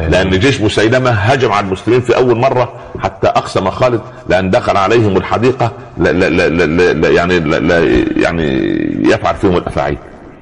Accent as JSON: {"language": "Arabic", "region": "Upper Egypt", "country": "Egypt", "said": "عندنا في الصعيد على القدر برمة"}